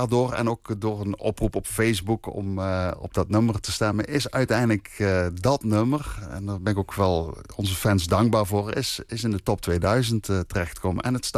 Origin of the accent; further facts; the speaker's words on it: Limburg, Netherlands; want wij komen uit Limburg.